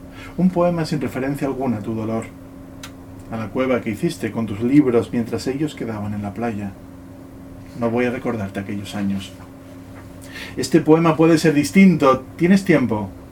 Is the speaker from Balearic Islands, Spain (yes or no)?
yes; Ibiza, Balearic Islands, Spain; haber nacido y crecido en Ibiza, sino sino en una casa con este taller de ceramista detrás